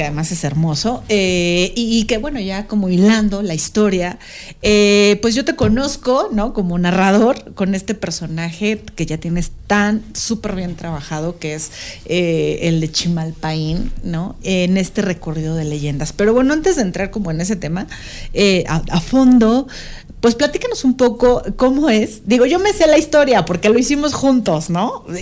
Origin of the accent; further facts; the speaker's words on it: Mexico; como mexicanos, como cultura mexicana, nuestra historia como mexicanos necesita pues limpiar todavía muchas cosas